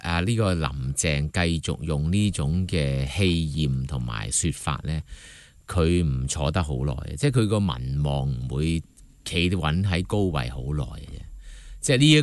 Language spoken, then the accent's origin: Cantonese; Hong Kong; 我們香港人到今時今日仍然沒有絲毫這種的思維以及行動。